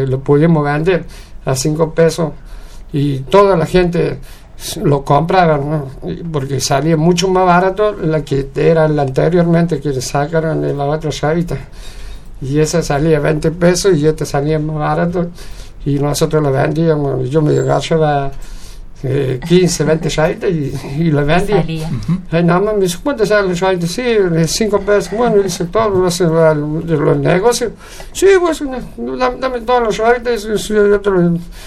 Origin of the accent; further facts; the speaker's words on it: Buenos Aires, Argentina; no somos de acá, venimos de Buenos Aires, acá.